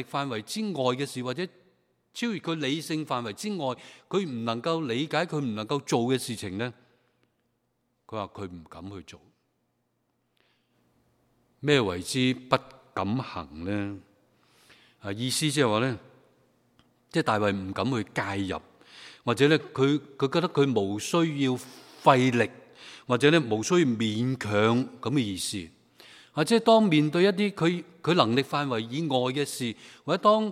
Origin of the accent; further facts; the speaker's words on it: China; 我哋中国人句说话讲得好好噶，四个字